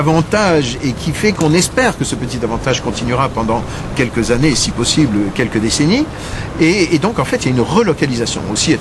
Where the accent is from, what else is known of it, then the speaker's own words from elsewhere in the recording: France; Alors peut-être pas de la même façon que chez nous en France où on explose pour un tout et pour un rien